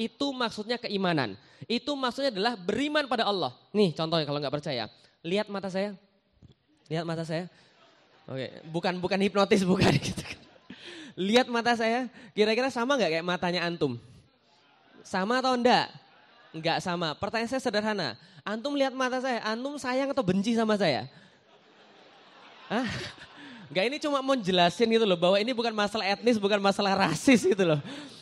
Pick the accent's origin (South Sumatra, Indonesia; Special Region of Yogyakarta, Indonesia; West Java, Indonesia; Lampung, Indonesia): South Sumatra, Indonesia; Palembang; born there; now in Jakarta, Indonesia; saya lahir di Palembang. Saya seorang Chinese keturunan. Saya juga sekarang tinggal di Jakarta.